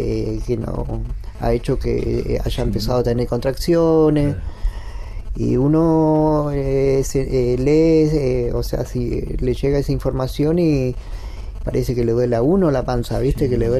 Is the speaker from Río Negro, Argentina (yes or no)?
yes; El Bolsón, Río Negro, Argentina; born there; Yo nací acá en Bolsón